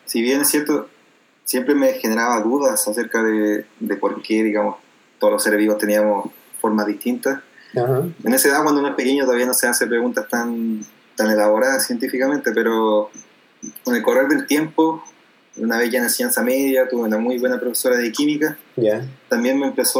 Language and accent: Spanish; Los Ángeles, Biobío, Chile; soy de Los Ángeles, nacido y criado en Los Ángeles.